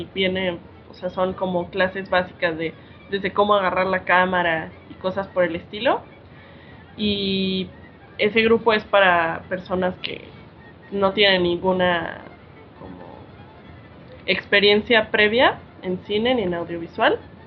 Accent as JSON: {"language": "Spanish", "region": "Puebla", "country": "Mexico", "said": "yo vengo de la ciudad de Puebla, ¿no? Siempre cuento como mi experiencia porque creo que es algo muy importante venir del centro de una ciudad"}